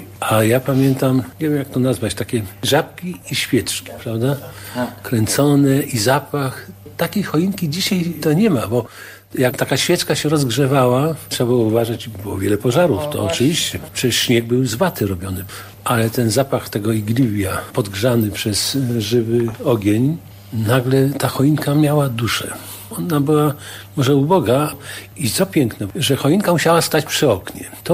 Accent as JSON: {"language": "Polish", "town": "Sandomierz", "region": "Świętokrzyskie Voivodeship", "country": "Poland", "tie": "born or raised there", "also_born_or_lived": "Stary Sącz", "said": "To co prawda nie urodziłem się w Sandomierzu, natomiast w Starym Sączu, bo to z kolei są strony mojego ojca. Ale niemniej jednak dzieciństwo w zasadzie to takie już świadome tam przebiegało."}